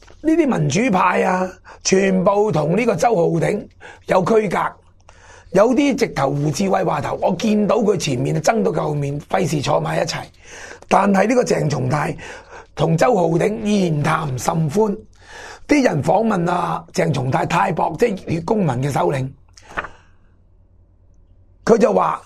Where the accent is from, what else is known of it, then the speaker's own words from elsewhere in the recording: Hong Kong; 我哋香港人有一句说话讲得好好嘅